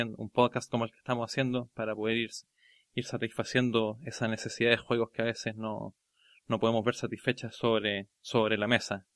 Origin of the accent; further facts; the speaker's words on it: Chile; estamos transmitiendo desde Chile. Somos dos jugones chilenos que nos encontramos en esto del podcasting